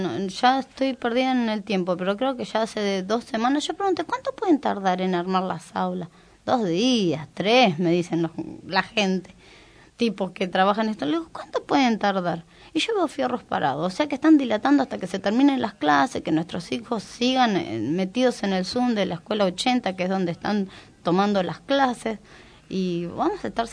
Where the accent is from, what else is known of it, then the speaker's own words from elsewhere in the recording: González Catán, Buenos Aires Province, Argentina; now in Moreno, Argentina; porque me crié en La Matanza, soy de González Catán, hace 4 años nada más que estoy acá en Moreno